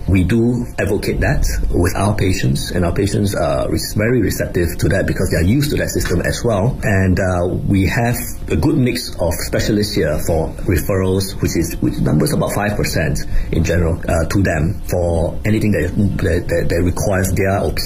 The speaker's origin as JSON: {"language": "English", "country": "Singapore", "said": "I'm from Singapore."}